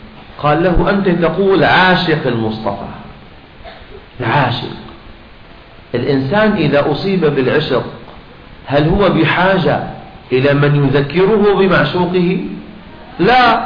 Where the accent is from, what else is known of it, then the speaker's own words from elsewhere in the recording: Syria; بعدين عندنا في الشام إذا كنا في مجلس صلاة على النبي أو مولد مثلا، نريد من الناس أن يصلوا على النبي